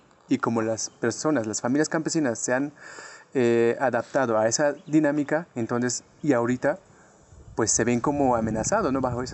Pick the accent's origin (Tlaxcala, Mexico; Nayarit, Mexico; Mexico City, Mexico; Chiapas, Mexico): Chiapas, Mexico; Yo vengo de México, Soy de Chiapas.